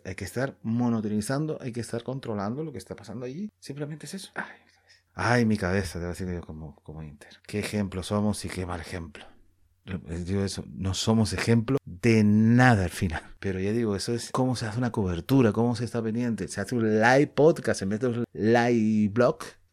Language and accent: Spanish; Canary Islands, Spain; somos canarios, somos españoles, pero somos canarios ante todo.